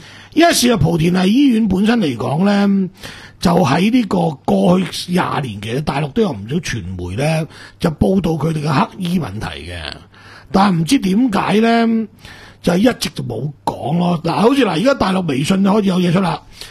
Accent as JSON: {"language": "Cantonese", "country": "Macau", "said": "所以我哋澳门人好清楚，从来唔敢入去噶"}